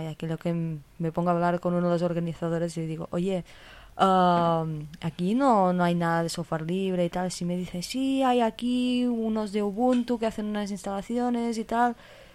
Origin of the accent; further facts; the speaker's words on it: Olot, Catalonia, Spain; Además me fui un día en Olot, de donde soy